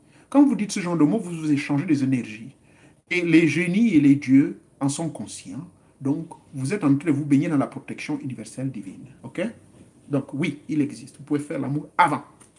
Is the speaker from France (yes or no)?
no; Gabon